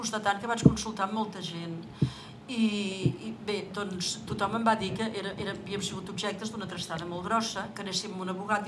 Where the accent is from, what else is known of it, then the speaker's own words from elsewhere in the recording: Berga, Catalonia, Spain; Autòctona totalment de Berga, a més.